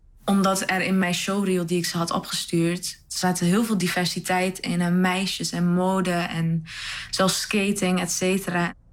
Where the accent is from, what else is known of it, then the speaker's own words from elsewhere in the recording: Enschede, Overijssel, Netherlands; ik ben 23 jaar. Ik kom uit Enschede en ik studeer aan de Kunstacademie.